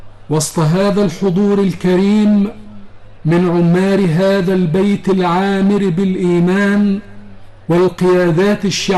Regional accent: Egypt; إلى بلادنا مصر

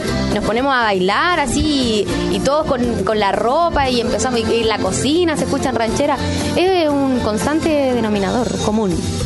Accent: Quillota, Valparaíso, Chile; también yo soy de Quillota, entonces tenemos algo en común

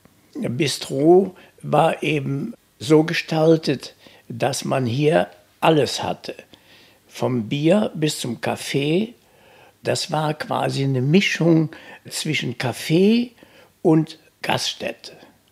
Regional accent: Cologne, North Rhine-Westphalia, Germany; Ich bin ja 35 in Köln geboren, bin also echter Kölner auch geblieben

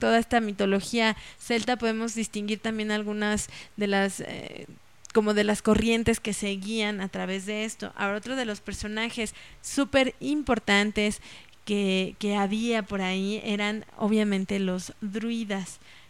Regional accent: Mexico; por eso nosotros como mexicanos ahora tenemos tantos templos antiguos

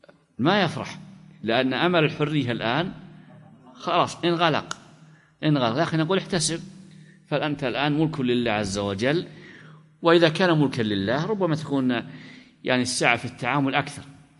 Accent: Najd, Saudi Arabia; مثل عادة البلد عندنا في نجد

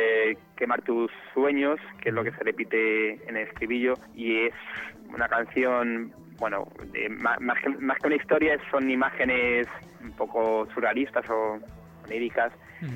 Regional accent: Madrid, Community of Madrid, Spain; somos de Madrid menos la teclista, que es francesa, es mitad francesa, mitad madrileña.

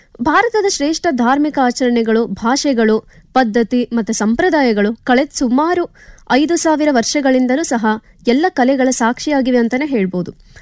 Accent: Jamkhandi, Karnataka, India; ನನ್ನ ಊರು ಬಾಗಲಕೋಟ್ ಜಿಲ್ಲೆ, ಜಮಖಂಡಿ ತಾಲೂಕು. ನಾನು ಅಲ್ಲಿಂದ ಇಲ್ಲಿಗೆ ಬರೋದಕ್ಕೆ ಕಾರಣ ಏನು ಅಂತಂದ್ರೆ ಸಂಗೀತ.

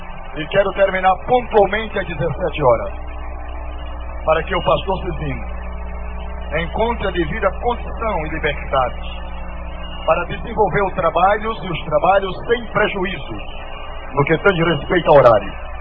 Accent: Paraíba, Brazil; Eu sou, afinal de contas, eu sou paraibano.

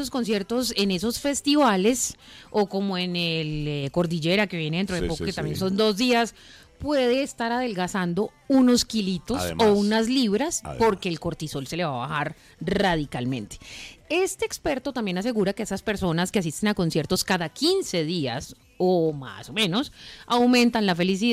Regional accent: Antioquia, Colombia; No, pues es que como yo soy paisa, los dichos son así extremos.

